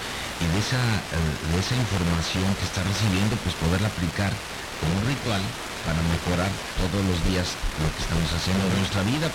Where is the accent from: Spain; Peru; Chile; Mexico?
Mexico; moved away; Que llegamos de México para acá.